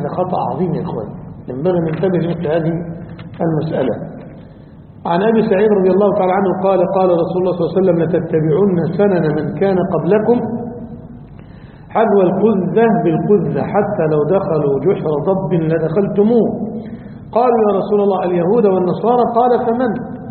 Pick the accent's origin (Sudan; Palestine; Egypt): Egypt; عندنا في مصر،